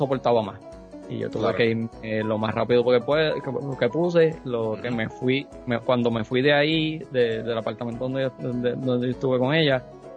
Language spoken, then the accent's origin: Spanish; Aibonito, Puerto Rico; now in Carolina, Puerto Rico; estoy viviendo en un pueblo que no es el mío. Yo soy original de Ibonito, estoy viviendo en Carolina. Me mudé para acá hace ya 15 años.